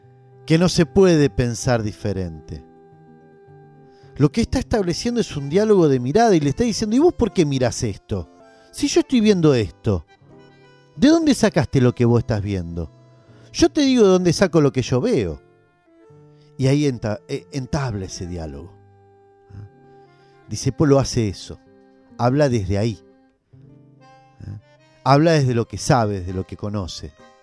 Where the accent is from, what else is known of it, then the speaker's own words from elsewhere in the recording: Argentina; dentro de nuestra historia como Argentina, una creación como esta